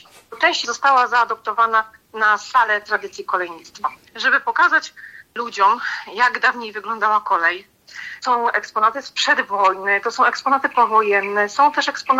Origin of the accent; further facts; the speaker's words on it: Człuchów, Pomeranian Voivodeship, Poland; Urodziłam się w Człuchowie, to jest moje miasto rodzinne.